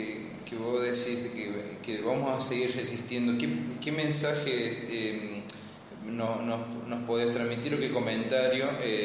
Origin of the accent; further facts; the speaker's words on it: Argentina; nosotros como jóvenes argentinos queremos saber para dónde están avanzando